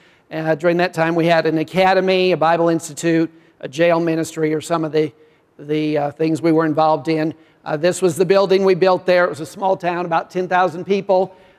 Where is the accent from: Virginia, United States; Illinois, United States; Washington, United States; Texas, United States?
Illinois, United States; I grew up in Illinois, farm boy, and had never traveled, never been out of the country.